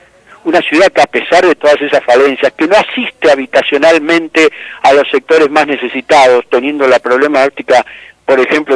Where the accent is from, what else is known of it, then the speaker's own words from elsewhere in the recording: Buenos Aires, Argentina; yo como porteño, como nacido, como parido en Buenos Aires, como padeciendo los problemas de Buenos Aires